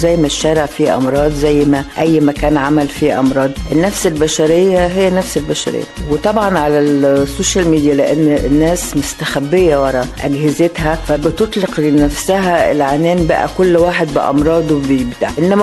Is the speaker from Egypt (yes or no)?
yes; Alexandria, Alexandria Governorate, Egypt; اختار مكان ساحلي، لأن أنا من أبناء اسكندرية وأحب أوي منظر البحر وامتداده